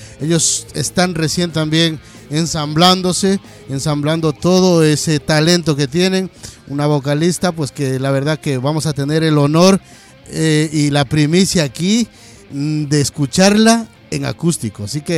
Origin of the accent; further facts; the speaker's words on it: Aranjuez, Community of Madrid, Spain; Es que yo vengo de Aranjuez, entonces pues imagínate, se me va por allá.